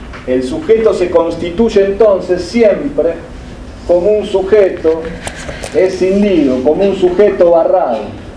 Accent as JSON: {"language": "Spanish", "region": "Buenos Aires", "country": "Argentina", "said": "Soy argentino, ¿qué más? Soy porteño, ¿qué más?"}